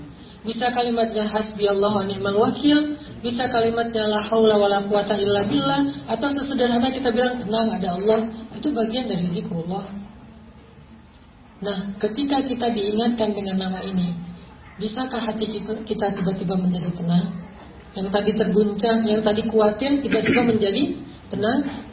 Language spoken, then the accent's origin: Indonesian; Aceh, Indonesia; Saya orang Aceh kuliah di Mesir.